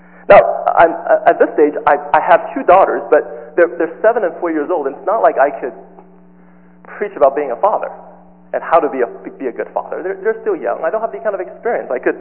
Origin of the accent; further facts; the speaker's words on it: Los Angeles, California, United States; As I was growing up in Los Angeles in a Chinese church, two types of sermons on Father's Day.